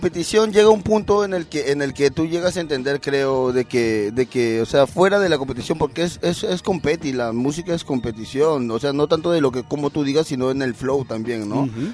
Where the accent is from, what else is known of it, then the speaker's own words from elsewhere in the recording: Peru; somos la mayoría peruanos